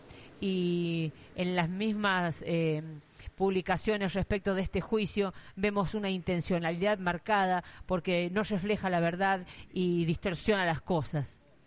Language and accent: Spanish; La Rioja, Argentina; Y como riojanos sabemos que tenemos nuestro propio papel prensa